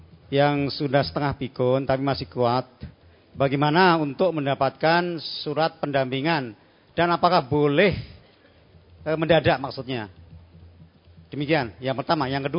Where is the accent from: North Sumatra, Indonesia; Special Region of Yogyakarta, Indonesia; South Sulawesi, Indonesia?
Special Region of Yogyakarta, Indonesia; Gunung Kidul; Saya dari Gunung Kidul, Pak, cabang Wonosari.